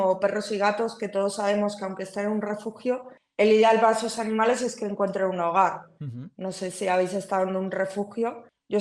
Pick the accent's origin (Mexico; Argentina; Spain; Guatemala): Spain; Castile and León; yo soy de un pueblo muy cerca de Tordesillas, ¿no? De la España profunda. Y a mí me ha pasado volver a mi pueblo, ¿no? En Navidad con mi familia y tal.